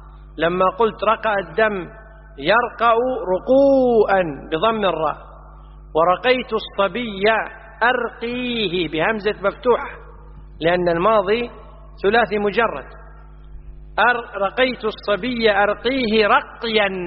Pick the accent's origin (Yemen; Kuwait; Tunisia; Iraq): Kuwait; وإحنا عندنا في الكويت يستهلون الهمز